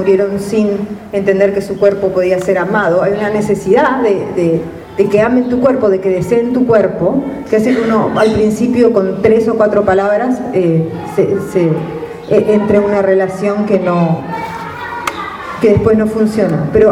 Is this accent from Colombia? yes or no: no; Argentina; Yo soy argentina